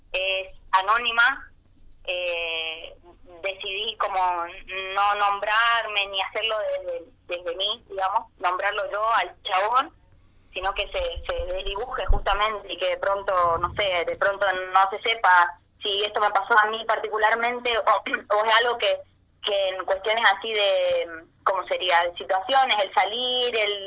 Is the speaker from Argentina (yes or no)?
yes; Chaco, Argentina; soy chaqueña